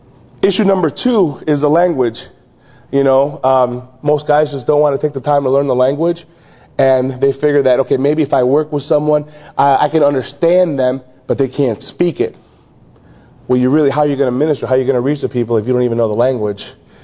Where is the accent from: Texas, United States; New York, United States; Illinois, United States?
Illinois, United States; Chicago; I'm being from the Chicagoland area, I'm used to locking my house and locking my doors.